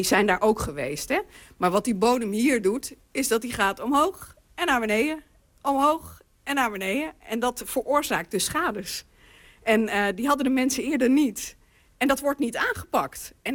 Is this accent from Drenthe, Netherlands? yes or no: yes; Drenthe, Netherlands; Want we willen gewoon geen Groningse toestanden bij ons in Drenthe.